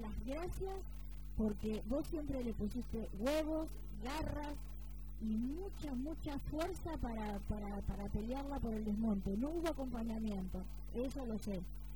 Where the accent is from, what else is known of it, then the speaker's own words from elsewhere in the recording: Argentina; es una vergüenza como argentino